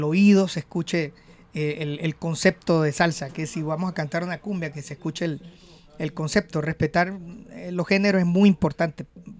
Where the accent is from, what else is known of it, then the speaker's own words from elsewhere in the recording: Venezuela; moved away as an adult; now in Colombia; Yo salí de Venezuela en el año 99. Me fui a hacer un casting.